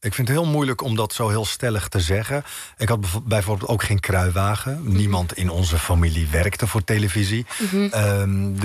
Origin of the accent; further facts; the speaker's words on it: Netherlands; born there; In Marokko voel ik me thuis. Maar hier in Nederland, waar ik geboren ben, voel ik me natuurlijk ook thuis.